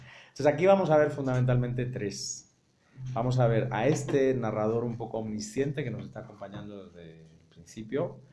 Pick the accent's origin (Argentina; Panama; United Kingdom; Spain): Spain; Gripa es la forma que tú como mexicana nombras a lo que yo como español digo catarro. Influenza es lo que yo en español le digo gripe, en español de España.